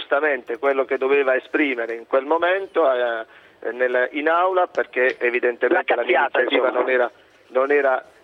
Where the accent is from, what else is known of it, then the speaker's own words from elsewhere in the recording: Apulia, Italy; io sono un pugliese